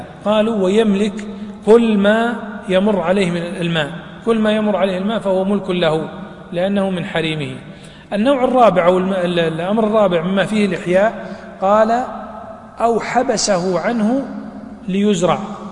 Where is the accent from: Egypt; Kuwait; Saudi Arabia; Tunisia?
Saudi Arabia; Najd; بعض الشجر يعيش بدون ماء أو بماء قليل كالأثل عندنا في نجد